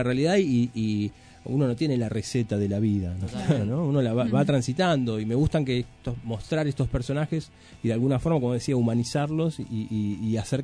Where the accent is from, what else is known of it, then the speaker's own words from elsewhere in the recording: Moreno, Buenos Aires Province, Argentina; Yo creo que tiene que ver con mi origen del Gran Buenos Aires. Yo soy de Moreno, hace 20 años que vivo en el centro, pero digo, mi origen cultural está acá.